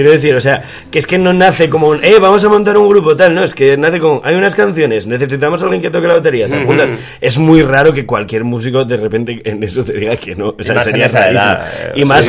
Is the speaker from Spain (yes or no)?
yes; Gijón, Asturias, Spain; básicamente nos conocemos desde la adolescencia, nosotros somos de Gijón